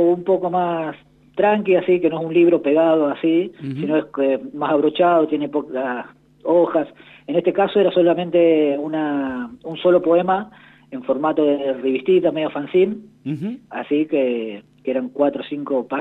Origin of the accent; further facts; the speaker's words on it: Santa Rosa, La Pampa, Argentina; now in Córdoba, Argentina; soy pampeano de Santa Rosa, pero claro, vivo en una localidad ahora de Córdoba.